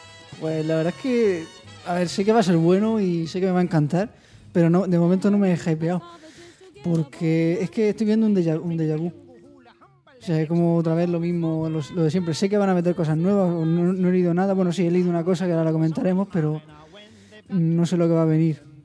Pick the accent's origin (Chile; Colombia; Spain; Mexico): Spain; Region of Murcia; Como murciano resuena.